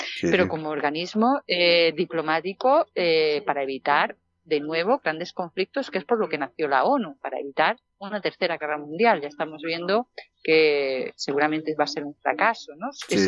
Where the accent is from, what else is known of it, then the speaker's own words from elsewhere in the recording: Spain; esas licencias son más baratas porque que somos españoles